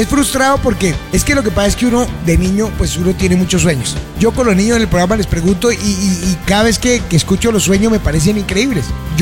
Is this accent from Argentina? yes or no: yes; Argentina; born there; also born or lived in Medellín; yo nací en la Argentina, sí, ustedes lo constataron, pero yo soy bautizado en Medellín.